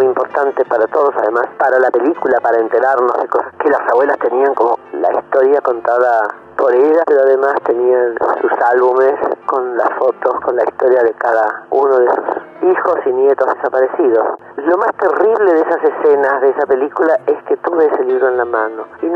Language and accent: Spanish; Argentina; nuestra historia y nuestra vida como argentinos